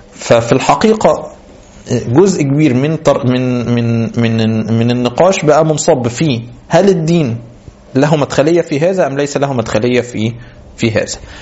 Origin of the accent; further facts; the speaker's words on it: Egypt; مشتهر عندنا بينا كمصريين